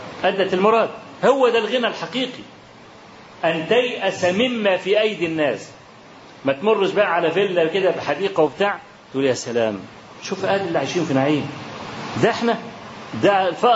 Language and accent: Arabic; Egypt; خلاص احنا من مصر